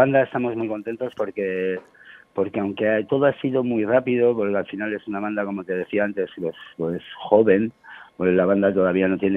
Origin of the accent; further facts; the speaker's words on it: La Rioja, Spain; Claro, y tampoco somos de Logroño, pero bueno, somos riojanos